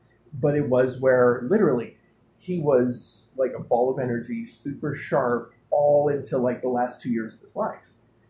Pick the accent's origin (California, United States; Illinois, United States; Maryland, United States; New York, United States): California, United States; San Pedro; Well, the thing is he grew up in my hometown, San Pedro, California.